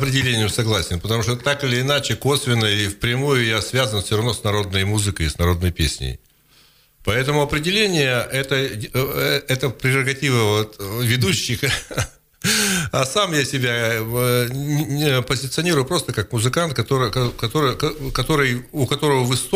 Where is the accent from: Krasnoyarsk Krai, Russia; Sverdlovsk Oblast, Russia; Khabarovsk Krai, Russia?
Krasnoyarsk Krai, Russia; Yeniseysk; also born or lived in Uzbekistan; Поскольку я родом из Сибири, я вообще енисейский. Я в Енисейске родился, в Подтесово родился, Енисейского района. И я живу, так сказать, все время в Сибири, там, за исключением 8 лет